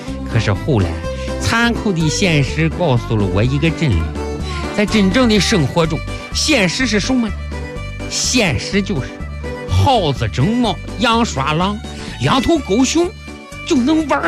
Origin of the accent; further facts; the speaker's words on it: Northeast China, China; 作为一个东北人，我的人生信条